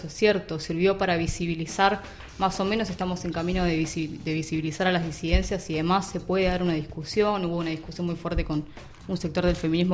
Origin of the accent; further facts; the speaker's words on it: Lomas de Zamora, Buenos Aires Province, Argentina; Yo soy de Lomas de Zamora.